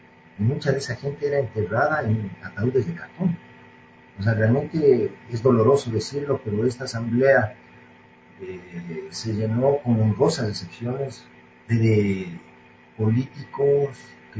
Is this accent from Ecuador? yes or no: yes; Ecuador; los emprendedores que somos buenos, los ecuatorianos, ¿por qué fracasan muchos al cabo de un tiempo?